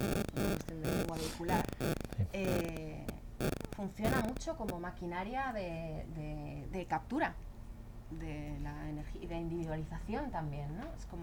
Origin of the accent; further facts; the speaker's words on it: Madrid, Community of Madrid, Spain; now in Berlin, Germany; tanto en esta ciudad, en mi ciudad de origen también en Madrid